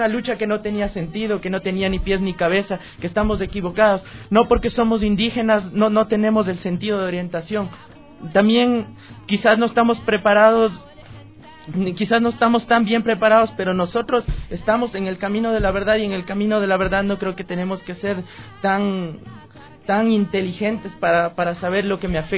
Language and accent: Spanish; Ecuador; a levantarnos como ecuatorianos